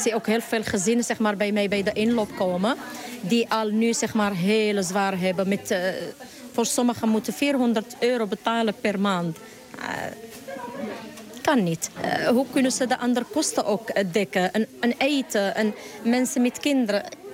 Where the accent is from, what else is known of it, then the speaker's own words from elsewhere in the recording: Morocco; now in Netherlands; Ik ben uit Marokko naar Nederland gekomen.